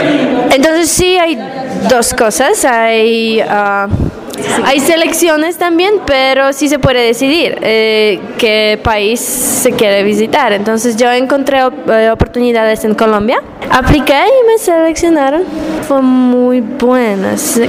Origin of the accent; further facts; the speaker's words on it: Poland; Spanish is a second language; yo soy de Polonia.